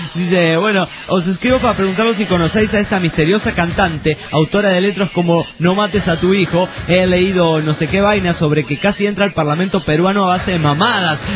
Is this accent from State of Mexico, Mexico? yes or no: no; Mexico City, Mexico; now in Queens, United States; Soy chilango del DF para los de otros países que no sepan lo que es chilango y trabajo en Manhattan y vivo en el Queens, New York, el condado de con más diversidad étnica en los Estados Unidos y tal vez del mundo.